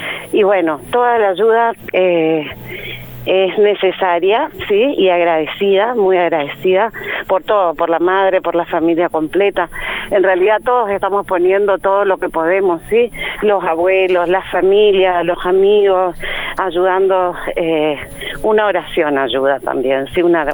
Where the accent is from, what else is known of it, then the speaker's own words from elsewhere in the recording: Posadas, Misiones, Argentina; now in Capilla del Señor, Argentina; ellos son de Misiones, Posadas, somos de Misiones.